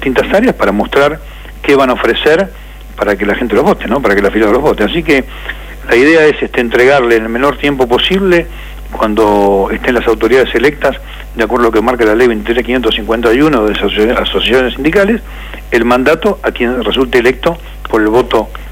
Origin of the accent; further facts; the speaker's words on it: Avellaneda, Buenos Aires Province, Argentina; Yo soy del centro de Avellaneda